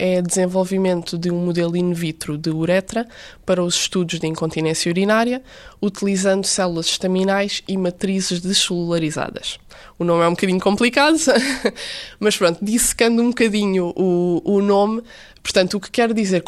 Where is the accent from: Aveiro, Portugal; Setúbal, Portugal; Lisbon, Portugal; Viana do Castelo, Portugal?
Setúbal, Portugal; Barreiro; tenho 25 anos e sou do Barreiro.